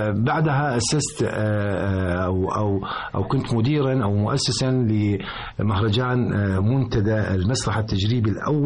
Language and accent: Arabic; Libya; الآن على سبيل المثال عندنا في ليبيا